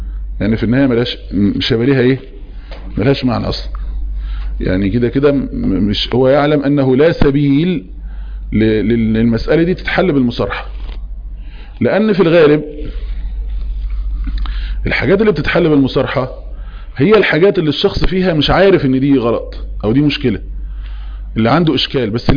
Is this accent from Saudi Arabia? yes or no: no; Egypt; احنا كمصريين نسميه ايه فهلوة